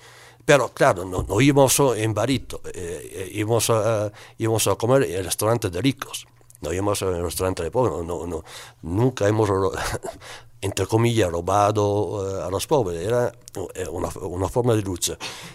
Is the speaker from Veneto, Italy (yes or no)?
yes; Veneto, Italy; Spanish is a second language; de donde vengo yo, de la provincia de Vicenza, en Italia, en esos últimos años hubo un movimiento muy, muy fuerte